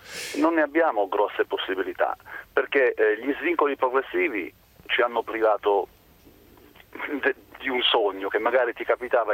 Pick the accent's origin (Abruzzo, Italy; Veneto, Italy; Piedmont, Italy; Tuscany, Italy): Abruzzo, Italy; Vasto; io sono di Vasto, in provincia di Chieti.